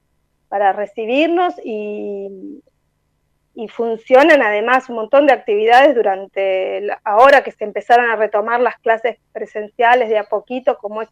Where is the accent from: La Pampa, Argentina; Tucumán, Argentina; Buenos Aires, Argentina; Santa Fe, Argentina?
Buenos Aires, Argentina; que está acá en nuestro barrio, en Parque Patricios. Nosotros también somos de Parque Patricios.